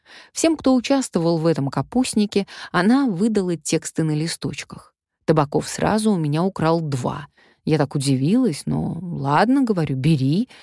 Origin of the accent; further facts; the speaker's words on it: Omsk, Omsk Oblast, Russia; Мы с Риммой Павловной Кречетовой земляки. Я из Омска